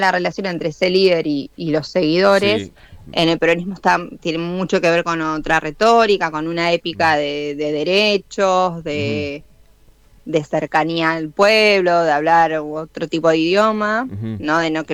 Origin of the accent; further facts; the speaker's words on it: Argentina; Yo como argentina creo entenderlo.